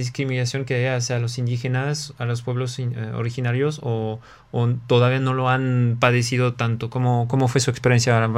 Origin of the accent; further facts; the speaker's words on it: France; Spanish is a second language; bueno, como francés, lo puedo observar con todas las comunidades.